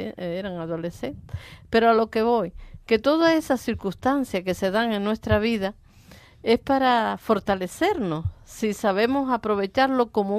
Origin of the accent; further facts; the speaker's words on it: Valle Seco, Canary Islands, Spain; born there; also born or lived in Venezuela; allá empecé a ser empresaria. aunque nací aquí en Valle Seco, allí en el Sumacal, y esta es mi tierra, la que yo añoraba y a la que quería volver, y lo logré